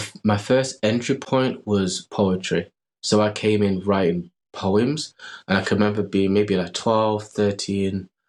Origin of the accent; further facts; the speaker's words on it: Manchester, North West England, United Kingdom; just growing up in Manchester, then having the studio